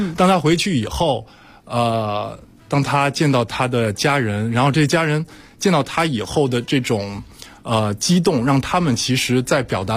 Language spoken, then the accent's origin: Chinese; France; 虽然我是在法国长大，但是家庭还是一个中国家庭